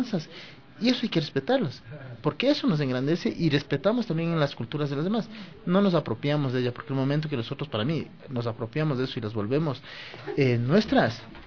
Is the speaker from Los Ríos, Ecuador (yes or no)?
no; Quito, Pichincha, Ecuador; yo nací en el Panecillo, me crié ahí, mi familia vivía ahí, entonces yo digo, yo soy Kidwa, yo no soy Quito, yo soy Kidwa.